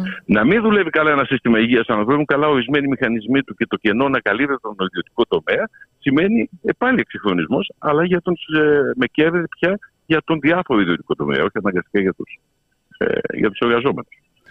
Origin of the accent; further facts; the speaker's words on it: France; Greek is a second language; Και θα μιλήσω ως Γάλλος πολίτης. Στη Γαλλία έχουμε την αντίληψη της Ρεπουμπλίκ.